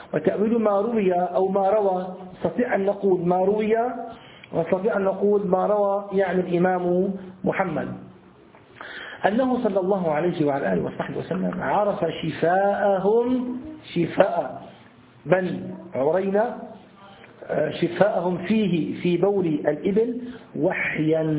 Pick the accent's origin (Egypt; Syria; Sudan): Syria; أنتوا عندكم يسموه البرص، عندنا في الشام يسمى أبو بريس